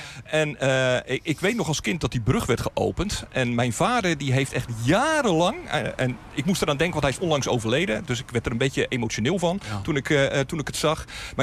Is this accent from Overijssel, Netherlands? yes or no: no; Rotterdam, South Holland, Netherlands; Ik kom uit Rotterdam en ik kom van Noord.